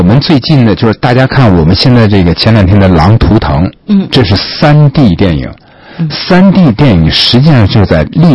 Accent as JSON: {"language": "Chinese", "country": "China", "said": "因为我们中国人是蒙古人的人种嘛"}